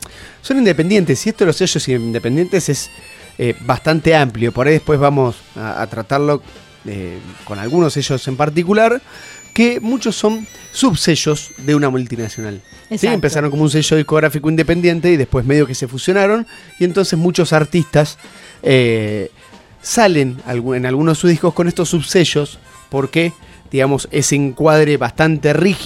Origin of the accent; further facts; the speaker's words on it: Detroit, Michigan, United States; born there; básicamente porque nací en Detroit.